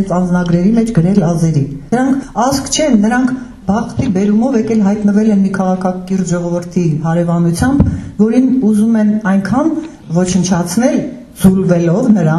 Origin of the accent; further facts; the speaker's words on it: Nagorno-Karabakh, Azerbaijan; Մենք ուղղակի շատ սիրում ենք ասել, որ մենք արցախցի ենք